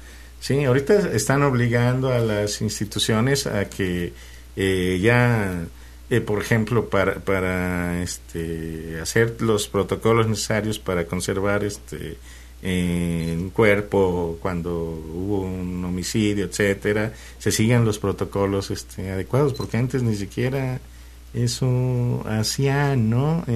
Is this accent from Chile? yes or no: no; Mexico; Ya somos, por ejemplo, así somos los mexicanos